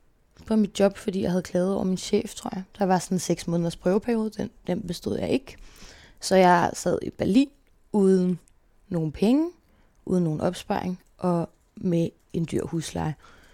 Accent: Copenhagen, Capital Region of Denmark, Denmark; also born or lived in Faroe Islands / Herning; Når jeg er 3, flytter mig og min mor til København, hvor vi bor. Først lidt på Nørrebro, lidt i Valby, og flytter til sidst til Vesterbro, hvor vi bor indtil jeg er 10 år gammel.

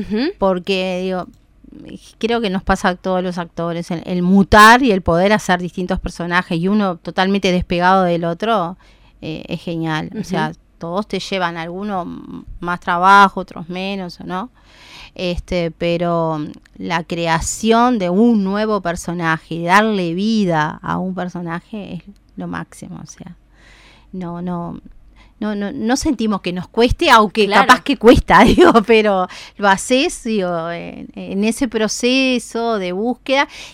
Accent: Uruguay; como tú uruguayo siempre dejamos todo para un momento

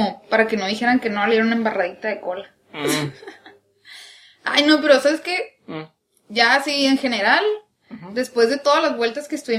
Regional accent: Sonora, Mexico; vengo de Sonora.

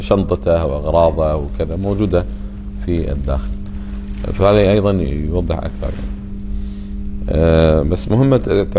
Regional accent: Kuwait; فقلنا إحنا جايين ترى من الكويت وإحنا قاصدين الشيخ

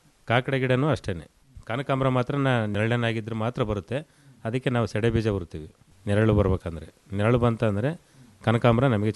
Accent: Byadarahalli, Karnataka, India; ನಾವು ನಮ್ಮೂರಿಂದನೇ 12 ಕಿಲೋಮೀಟರ್ ಆಯ್ತು ಹಿರಿಯೂರು.

